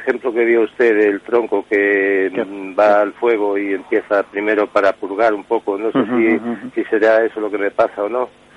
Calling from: Vigo, Galicia, Spain

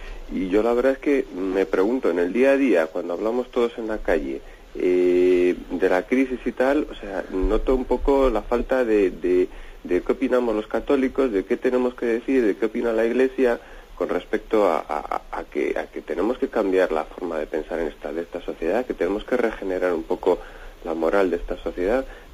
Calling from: Palencia, Castile and León, Spain; de Palencia

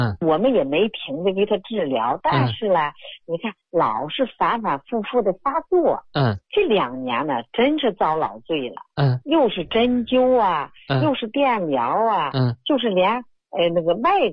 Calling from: Hubei, China; 我是湖北的一个患者家属。

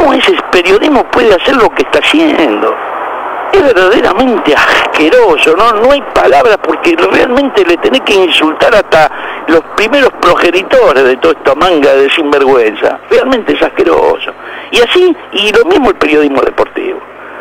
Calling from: La Boca, Buenos Aires, Argentina; de la Boca.

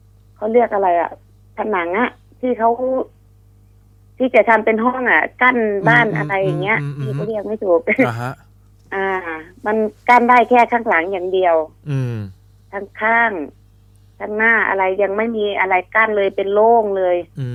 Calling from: Taling Chan, Bangkok, Thailand; ตลิ่งชันค่ะ

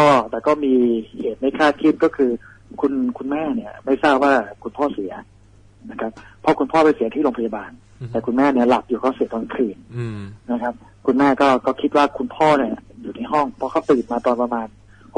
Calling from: Phuket, Thailand; ภูเก็ตครับอยู่ที่บ้านที่อยู่ภูเก็ตครับ

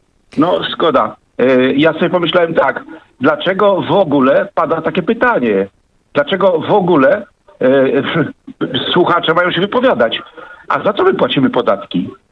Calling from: Olsztyn, Warmian-Masurian Voivodeship, Poland; Ja z Olsztyna telefonuję właśnie w tej sprawie tego samochodu.

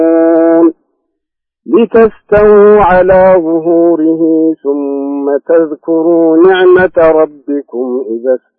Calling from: Jeddah, Makkah Province, Saudi Arabia; الله يحييكم، أنا من جدة

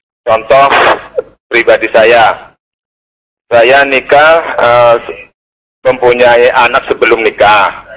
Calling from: Bandar Lampung, Lampung, Indonesia; Saya dari Kampung Baru, Marga Pondo, Bandar Lampung

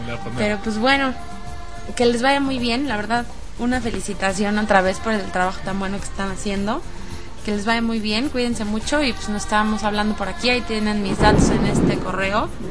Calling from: Mexico City, Mexico; de la Ciudad de México.

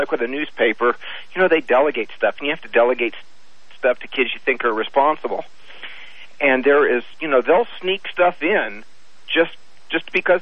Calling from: Reno, Nevada, United States; I am calling from Reno, Nevada, and I am a high school yearbook and school newspaper teacher/advisor.

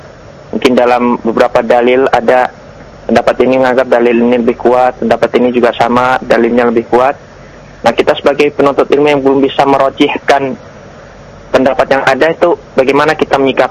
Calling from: Semarang, Central Java, Indonesia; Saya dari … di Semarang.

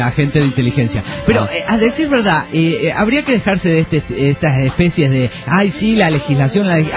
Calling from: Ramallo, Buenos Aires Province, Argentina; de Ramallo, Argentina.

